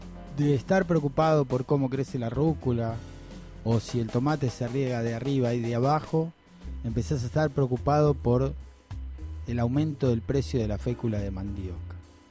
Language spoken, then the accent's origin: Spanish; Argentina; nosotros somos los campeones de todo, por eso somos los argentinos